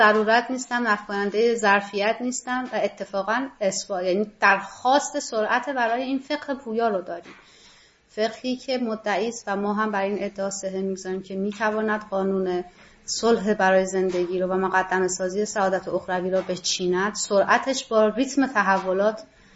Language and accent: Persian; Iran; born there; من در جمهوری اسلامی به دنیا اومدم